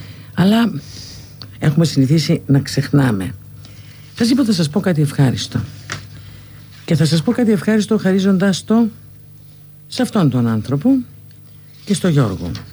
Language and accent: Greek; Larissa, Thessaly, Greece; Είμαι από τη Λάρισα και στη Λάρισα δεν πήγα ποτέ.